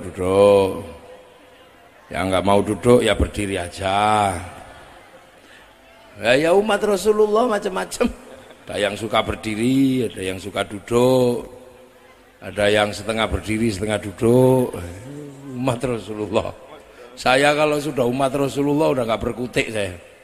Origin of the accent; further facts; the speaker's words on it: Java, Indonesia; Saya ini orang Jawa, tapi bukan Jawa Cirebon.